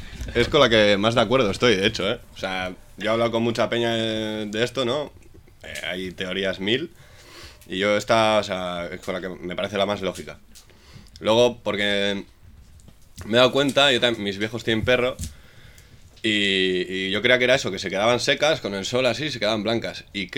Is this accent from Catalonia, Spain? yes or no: no; Sondika, Basque Country, Spain; Yo soy de Sondica, tío, y de pequeño, tío, los mayores, ¿no?